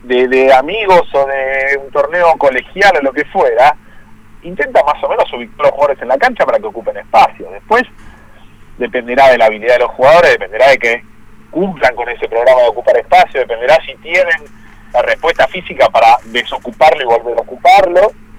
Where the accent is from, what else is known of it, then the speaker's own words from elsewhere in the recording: Argentina; Claro, pero por suerte nosotros somos Argentina